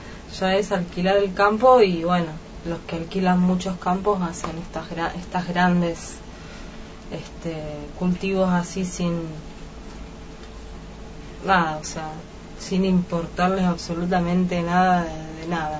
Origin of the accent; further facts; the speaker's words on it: Rosario, Santa Fe, Argentina; por lo menos yo soy de Rosario, y conozco algo, hace un tiempo ya que estoy acá